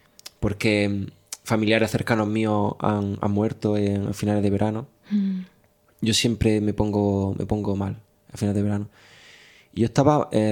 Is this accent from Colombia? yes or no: no; Motril, Andalusia, Spain; Yo los veranos lo paso en Motril, que es donde yo nací y crecí.